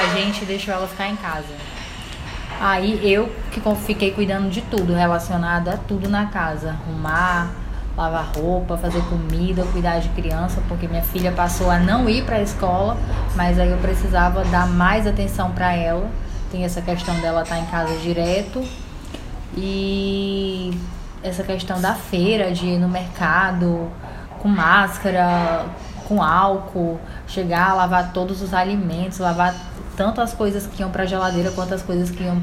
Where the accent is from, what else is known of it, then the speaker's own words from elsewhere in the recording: Rio Branco, Acre, Brazil; tenho 28 anos, tenho uma filha, sou de Rio Branco, Acre, moro com meu esposo e minha filha